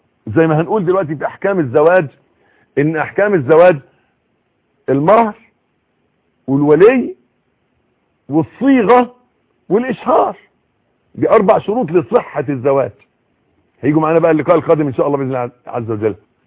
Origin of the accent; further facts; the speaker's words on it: Egypt; يبدو الوضع عندنا في مصر، وانا بتكلم على اللي اعرفه